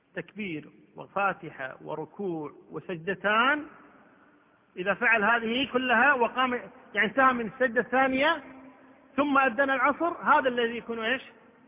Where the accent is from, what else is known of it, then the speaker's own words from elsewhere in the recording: Kuwait; عندنا في الكويت ما تصير الشمس عمودية، دائما تجي على كتر